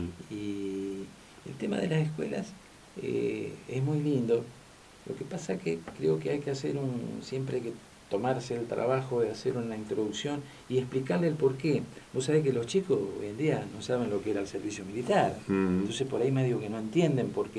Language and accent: Spanish; Argentina; somos todos argentinos